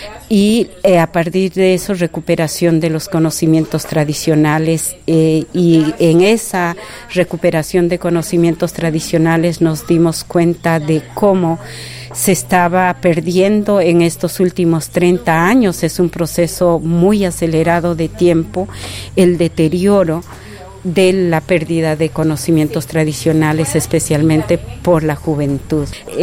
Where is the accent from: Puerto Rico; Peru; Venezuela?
Peru; now in Costa Rica; Yo soy quechua peruana, pero vivo 34 años en Costa Rica